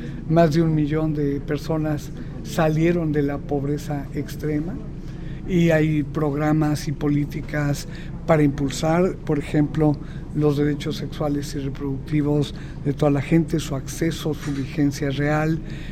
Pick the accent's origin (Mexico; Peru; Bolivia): Mexico; las policías todas corruptas, no responden a una policía capaz de garantizar, policía preventiva, quiero decir, ¿no?, seguridad a la gente, y es verdaderamente dramático. En México nos levantamos todos los días contando cuántos